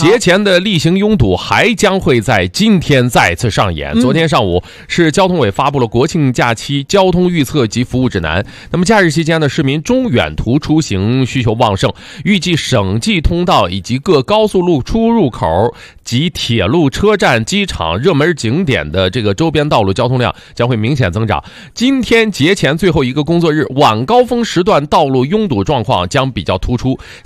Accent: Qingdao, Shandong, China; 我的家乡是青岛

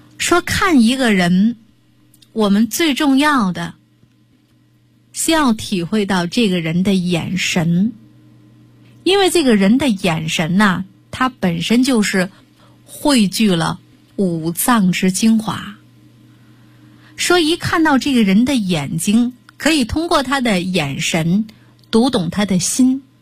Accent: Shandong, China; 我们山东人管这样就叫魔怔

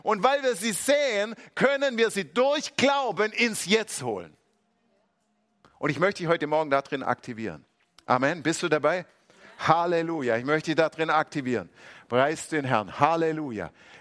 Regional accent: Swabia, Germany; als Schwabe muss man da aufpassen

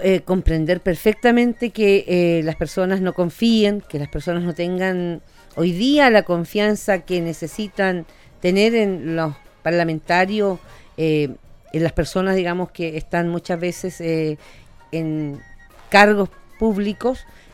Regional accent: Chile; Nosotros como chilenos fuimos capaces hace un par de años atrás

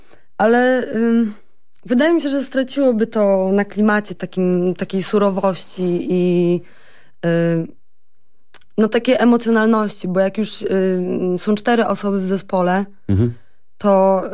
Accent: Olsztynek, Warmian-Masurian Voivodeship, Poland; also born or lived in Gdańsk; now in Warsaw, Poland; No taka małe miasteczko koło Olsztyna. Tam spędziłam praktycznie całe moje życie. Oprócz tego, że mieszkałam w Gdańsku przez 5 lat na studiach. No i teraz od ponad roku w Warszawie. Mhm. Także jestem, generalnie jestem dziewczyną z małego miasteczka.

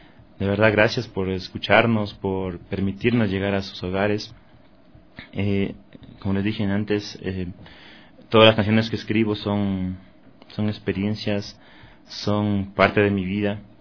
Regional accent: Ecuador; para saber que somos ecuatorianos

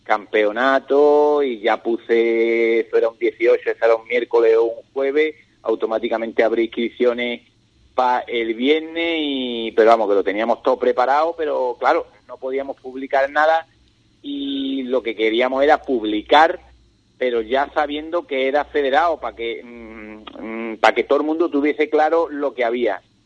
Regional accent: Ubrique, Andalusia, Spain; Yo me siento como si fuera de Jimera, pero soy corredor y soy de Ubrique.

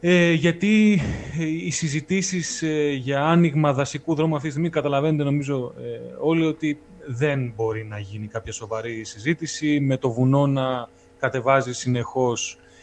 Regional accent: Thessaly, Greece; Εμένα το χωριό μου προσωπικά βρίσκεται προς τα βόρεια των Τρικάλων.

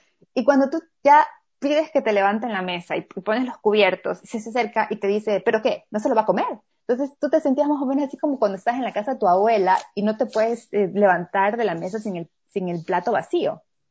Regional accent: Ecuador; yo soy ecuatoriana, pero mi esposo es brasileño.

